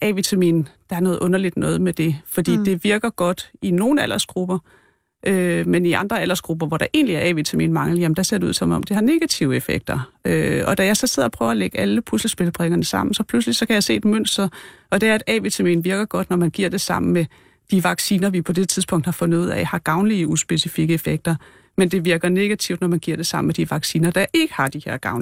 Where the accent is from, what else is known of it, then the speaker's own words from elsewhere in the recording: Region of Southern Denmark, Denmark; Nej, jeg er en pige fra Fyn, så nej.